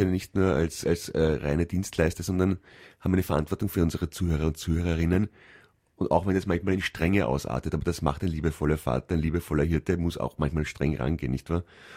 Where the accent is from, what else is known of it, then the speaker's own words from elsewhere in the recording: Italy; German is a second language; Ich bin Italiener, wie Sie.